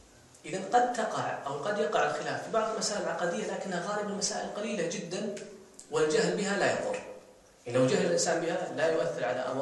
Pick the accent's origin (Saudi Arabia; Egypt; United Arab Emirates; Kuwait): Saudi Arabia; في الخليج مثلا عندنا في السعودية